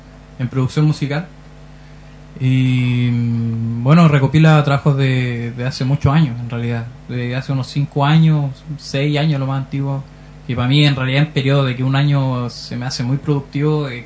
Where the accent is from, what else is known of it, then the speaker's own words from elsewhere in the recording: La Serena, Coquimbo, Chile; also born or lived in Iquique; Así es, yo nací en Iquique, el año 1990, en agosto. Y me fui a La Serena en el año 94, estaba bien chico